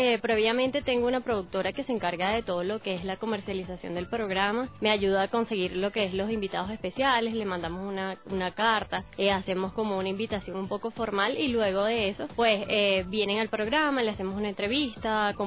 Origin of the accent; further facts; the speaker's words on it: Caracas, Capital District, Venezuela; born there; en otro estado que no era la capital, que es donde yo nací